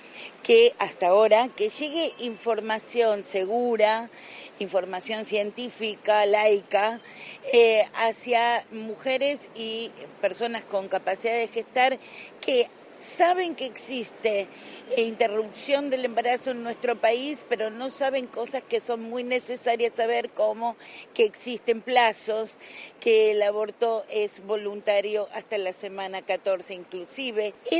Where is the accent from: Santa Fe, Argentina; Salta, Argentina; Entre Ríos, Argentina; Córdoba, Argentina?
Salta, Argentina; Bueno, sin duda el NOA y el NEA siempre, yo soy salteña, estamos ahí en la cúspide de las encuestas